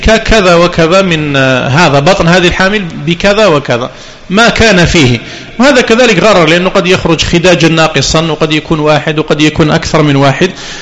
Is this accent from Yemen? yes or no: no; Algeria; وقد بدأت تدخل عندنا في الجزائر، وكنا لا نسمع بها قديما